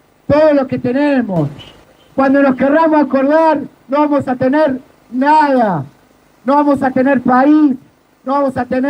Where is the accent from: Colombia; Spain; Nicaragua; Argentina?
Argentina; Bueno, ¿qué nos une como argentinos?